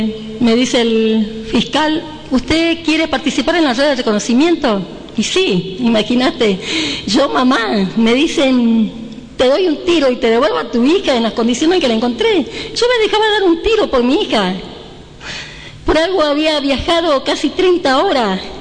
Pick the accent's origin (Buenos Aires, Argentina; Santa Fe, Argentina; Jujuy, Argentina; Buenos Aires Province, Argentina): Jujuy, Argentina; Ledesma; porque yo soy de Jujuy, de Ledesma